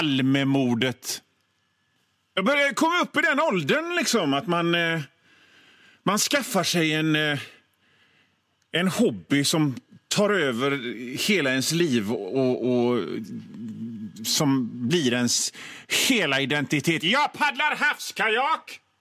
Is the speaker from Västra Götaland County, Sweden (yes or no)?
yes; Västra Götaland County, Sweden; men jag kommer ifrån Bohuslän och då trycker vi ihop såna grejer